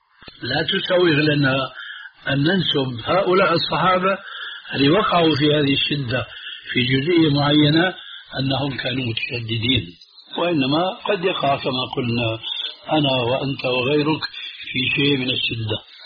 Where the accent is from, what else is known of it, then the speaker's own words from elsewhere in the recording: Syria; وهنا يقولون عندنا في سوريا